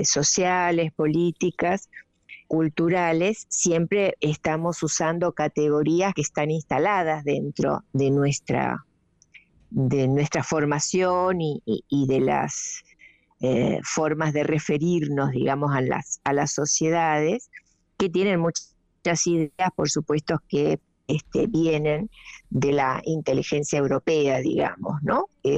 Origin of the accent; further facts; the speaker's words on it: Corrientes, Argentina; born there; now in Buenos Aires, Argentina; Nací en Corrientes capital.